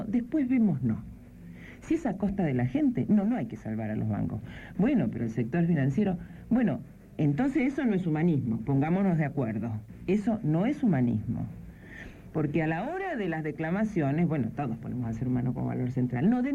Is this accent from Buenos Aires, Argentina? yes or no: yes; Buenos Aires, Argentina; also born or lived in Comodoro Rivadavia; Yo, de acá, de Capital.